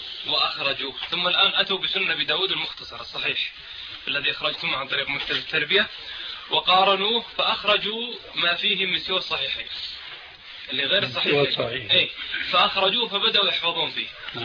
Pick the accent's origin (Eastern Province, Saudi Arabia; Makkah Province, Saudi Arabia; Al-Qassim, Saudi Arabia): Al-Qassim, Saudi Arabia; Buraidah; انا حضرت مجموعة من الاخوان في القصيم عندنا في بريده